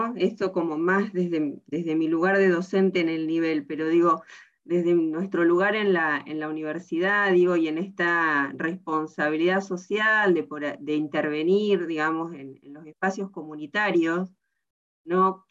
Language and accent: Spanish; Tandil, Buenos Aires Province, Argentina; Yo también soy de Tandil